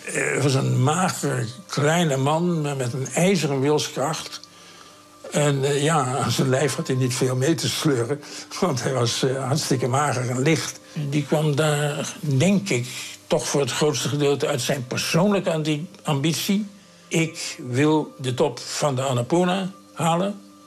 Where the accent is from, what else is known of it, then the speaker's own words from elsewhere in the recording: Leeuwarden, Friesland, Netherlands; born there; journalist. Ik ben geboren in Leeuwarden in 1931.